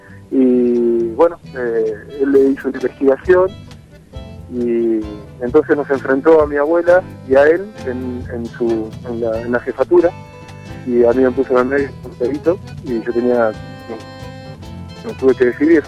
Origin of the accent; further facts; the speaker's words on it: La Pampa, Argentina; now in La Plata, Argentina; Desde el año 94 me fui a vivir allá, uh-huh, a La Plata, porque yo me crié mis últimos años en La Pampa.